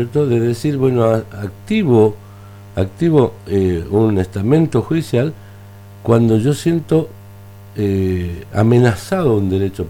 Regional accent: Argentina; Vos sabés que esas son cosas que, como argentino, me da vergüenza ajena, ¿no?

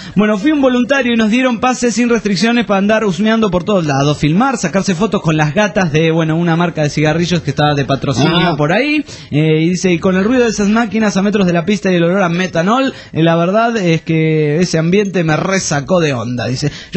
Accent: Barcelona, Catalonia, Spain; de Barcelona, España.

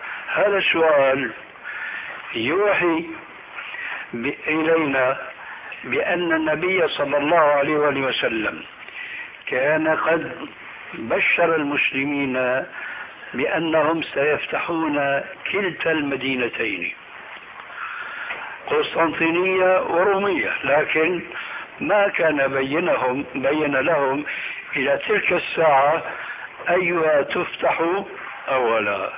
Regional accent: Damascus, Damascus Governorate, Syria; كما يقولون عندنا في دمشق بدها الزكتاف

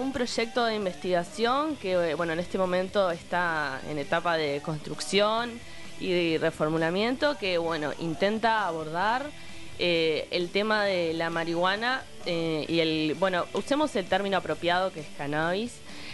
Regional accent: Minas, Lavalleja, Uruguay; Yo soy de Minas, soy criada en Minas. Mi abuela vive a 3 cuadras de la radio.

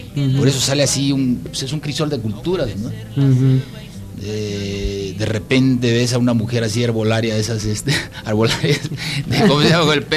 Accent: Jáltipan, Veracruz, Mexico; Veracruz es un estado musical por excelencia. Desde que naces estás escuchando música por todos lados. Y luego mi pueblo, que fue también así como un centro así cultural, Jaltipan

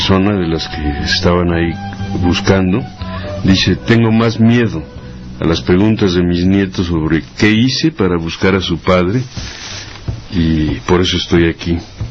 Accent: Mexico; no somos los mexicanos pobres

